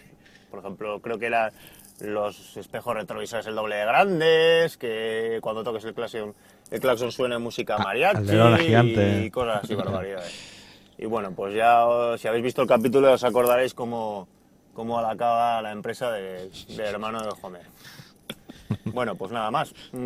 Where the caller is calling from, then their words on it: San Sebastián, Basque Country, Spain; de San Sebastián y os mando este mensaje